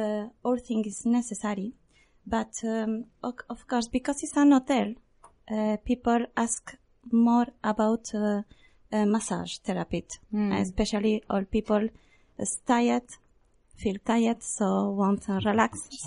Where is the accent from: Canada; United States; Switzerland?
Switzerland; English is a second language; also born or lived in Germany; But I was born there, but after I lived in Switzerland, so I don't speak German, sorry.